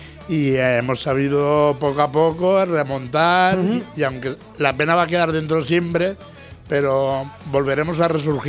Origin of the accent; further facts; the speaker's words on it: Valencian Community, Spain; hay un escritor valenciano, que es de donde soy yo